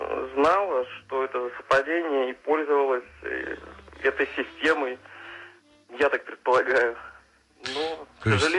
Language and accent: Russian; Smolensk, Smolensk Oblast, Russia; Я из Смоленска.